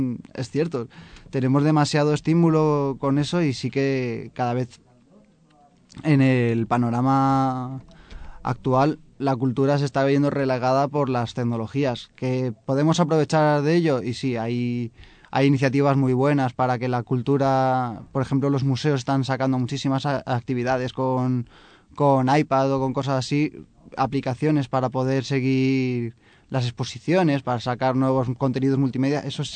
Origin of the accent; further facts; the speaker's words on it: Guadarrama, Community of Madrid, Spain; intenté empezar en mi pueblo, en Guadarrama, a ver cómo estoy ahora